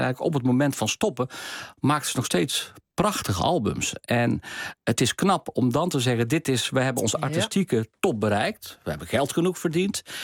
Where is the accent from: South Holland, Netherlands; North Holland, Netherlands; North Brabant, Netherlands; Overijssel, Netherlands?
North Brabant, Netherlands; Ik kom zelf uit Brabant.